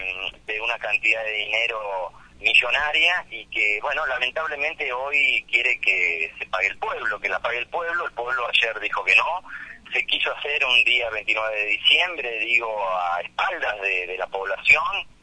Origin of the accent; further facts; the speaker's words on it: Lincoln, Buenos Aires Province, Argentina; now in Santa Cruz, Argentina; Yo soy originario del oeste de la provincia de Buenos Aires también. Soy de Lincoln, pero ya hace 13, 14 años que vivo en la provincia de Santa Cruz.